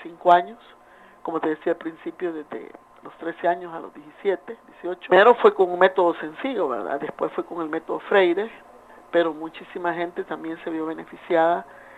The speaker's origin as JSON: {"language": "Spanish", "country": "El Salvador", "said": "Pues yo soy una persona como todas las personas que viven en mi país, con aspiraciones, con sueños"}